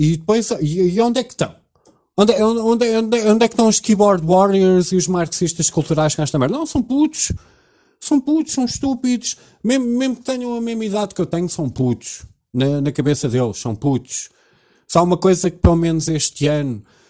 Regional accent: Cascais, Lisbon, Portugal; born there; Eu nasci no Hospital de Cascais Antigo

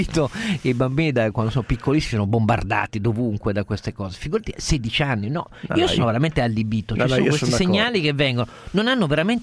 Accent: Piedmont, Italy; Io da piemontese dico Bertola.

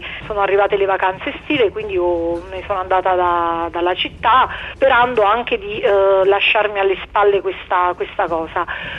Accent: Naples, Campania, Italy; sono di Napoli e ho 33 anni

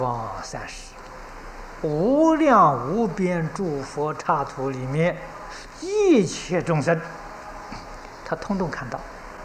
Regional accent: China; 我们中国人常讲30年是一世

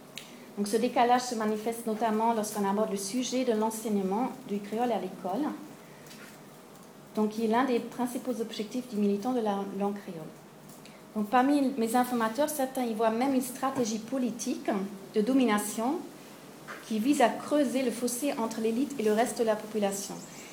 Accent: Germany; French is a second language; je suis pas française, je suis allemande

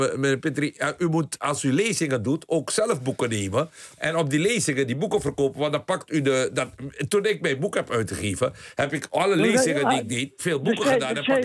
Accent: Amsterdam, North Holland, Netherlands; Nou, ik ben ook Amsterdammer

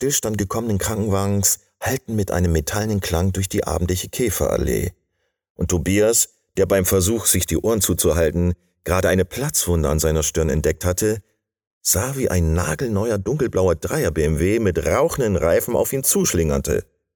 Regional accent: Bremen, Germany; moved away; Ich bin Bremer, den es nach Bayern verschlagen hat

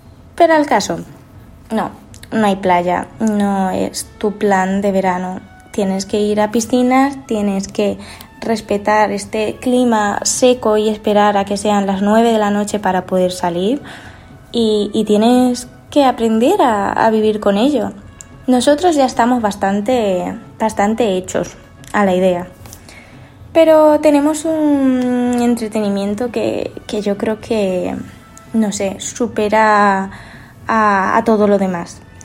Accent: Manzanares, Castilla-La Mancha, Spain; La semana pasada, como ya sabéis, fue la de mi pueblo, Manzanares.

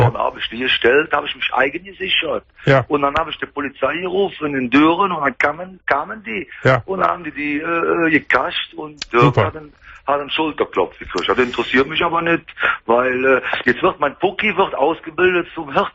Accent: Bergheim, North Rhine-Westphalia, Germany; Ich bin ja Rheinländer, ne? Ich bin Bergheimer.

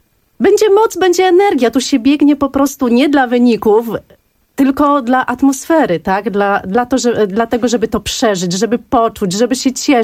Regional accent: Warsaw, Masovian Voivodeship, Poland; Bardzo kocham ten bieg, ponieważ jestem warszawianką.

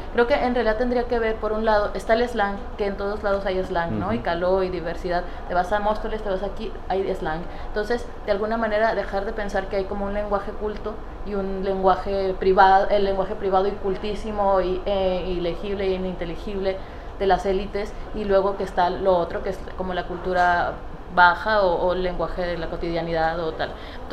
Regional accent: Tijuana, Baja California, Mexico; Yo soy de Tijuana, por eso me dio risa cuando sacaste esto.

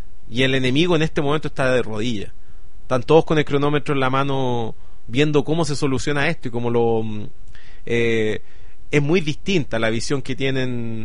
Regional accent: Chile; mi club es que yo soy chileno.

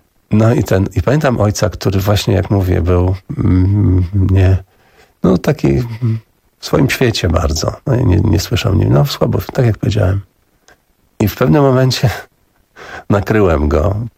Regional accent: Augustów, Podlaskie Voivodeship, Poland; I potem i ja mówię, że też jestem z Augustowa

